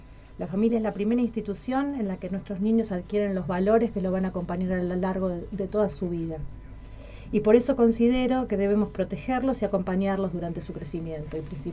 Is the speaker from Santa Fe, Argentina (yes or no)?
no; José Mármol, Buenos Aires Province, Argentina; now in Adrogué, Argentina; Yo crecí en José Mármol, actualmente vivo en Adrogué